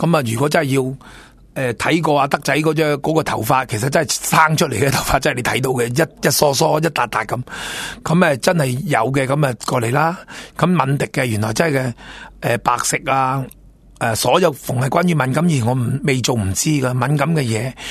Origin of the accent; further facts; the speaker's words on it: Singapore; 如果冇我哋新加坡人啊食屎啦，食纸皮